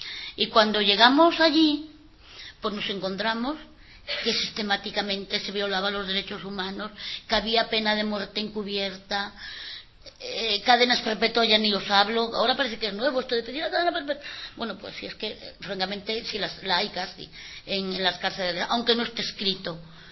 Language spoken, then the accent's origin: Spanish; Madrid, Community of Madrid, Spain; Nosotros no somos de Cantabria, somos de Vallecas.